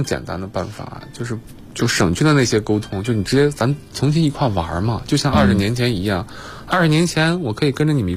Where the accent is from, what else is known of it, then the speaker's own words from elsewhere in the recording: Inner Mongolia, China; now in Beijing, China; 有一年我回家，因为我老家是内蒙嘛